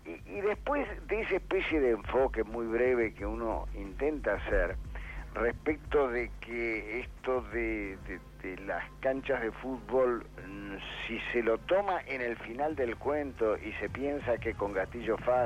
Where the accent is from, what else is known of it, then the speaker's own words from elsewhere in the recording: Argentina; yo decía que en mi país está prolijamente eludido el debate del porqué de la violencia externa, la del que agrede al otro, porque ese debate definiría quiénes son todos los responsables mayores de una Argentina